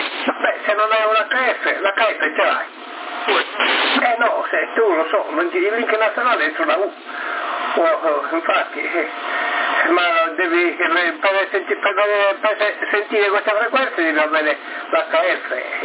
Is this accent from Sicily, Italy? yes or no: no; Sardinia, Italy; Tu vai a cuccia, non ti sta interrogando nessuno, che noi siamo sardi.